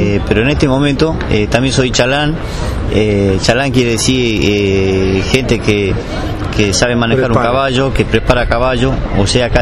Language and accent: Spanish; Salta, Argentina; Nosotros en este caso venimos de Salta, que estamos a 2.000 kilómetros